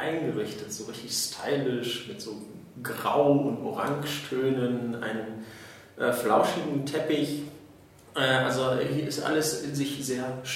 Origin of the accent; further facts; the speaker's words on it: Neuss, North Rhine-Westphalia, Germany; Ich bin auch einer der 20 Piraten im Landtag. Ich komme eigentlich aus Neuss